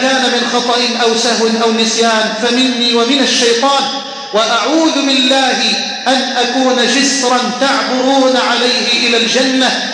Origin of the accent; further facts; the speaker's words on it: Egypt; أن تجعل بلدنا مصر واحة للأمن والأمان